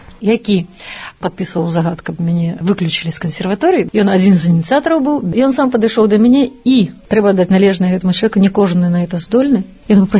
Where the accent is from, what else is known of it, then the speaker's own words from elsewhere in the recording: Damashevichy, Brest Region, Belarus; also born or lived in Baranavichy; Лічуся я, што нарадзілася ў Баранавічах, але сама лічуся ведамашоўкай. Гэта вёска 10 кіламетраў ад Баранавіч, Дамашэвіч, дзе нарадзіліся мае бацькі.